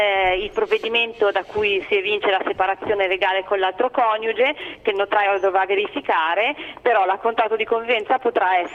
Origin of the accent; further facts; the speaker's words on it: Brazil; Italian is a second language; no, sono brasiliana.